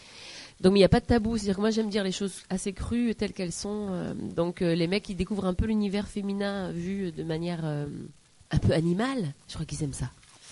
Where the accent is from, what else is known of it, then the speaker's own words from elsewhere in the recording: Nice, Provence-Alpes-Côte d'Azur, France; je viens de Nice et j'ai beaucoup bossé sur Nice, dans le sud, Marseille, tout ça. J'ai plutôt pas mal de bourlingué en France avant de venir à Paris.